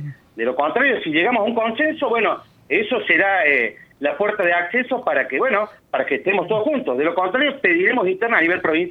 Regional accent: Villa Allende, Córdoba, Argentina; Yo estoy como secretario político de la 62 Colón, que también soy de Villa Allende.

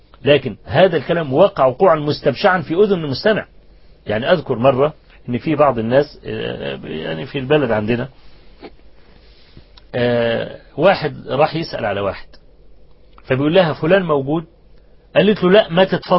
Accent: Egypt; زمان يعني في مدينة طوخ عندنا في مصر

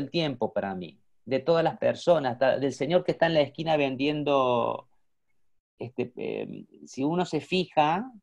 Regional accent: Córdoba, Argentina; now in Madrid, Spain; yo ya vivía en Madrid porque yo emigré, bueno, no dije soy argentino, cordobés, pero emigré a Madrid, vivo desde el año 85, yo estoy viviendo en Madrid

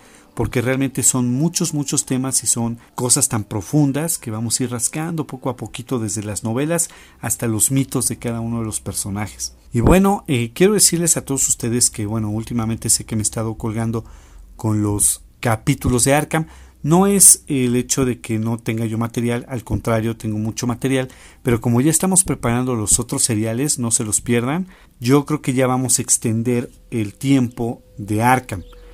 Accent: Mexico; Quiero mandarle un saludo a todos ustedes que nos escuchan aquí en mi país, México

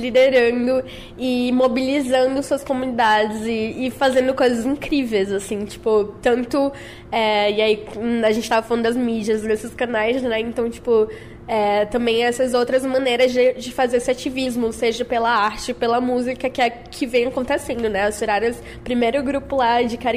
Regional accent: Northeast Region, Brazil; na minha vida, eu sou lá do Nordeste

